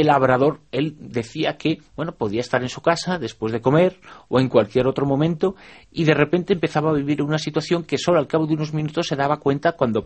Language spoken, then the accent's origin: Spanish; Zaragoza, Aragon, Spain; yo muy vinculado a la ciudad de Zaragoza desde prácticamente niño, que es mi ciudad de adopción, aunque me siento completamente zaragozano